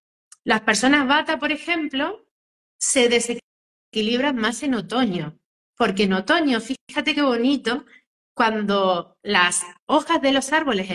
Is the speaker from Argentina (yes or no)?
yes; Argentina; now in Spain; Yo soy argentina, pero vivo en España, y la semana que viene me voy a visitar mi tierra